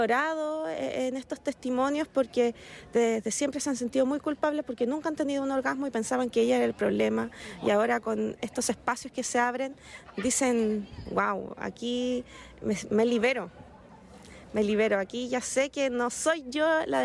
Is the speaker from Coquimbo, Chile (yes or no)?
no; Iquique, Tarapacá, Chile; también tenemos una librería feminista que se llama Púrpura Despertar, que somos de Iquique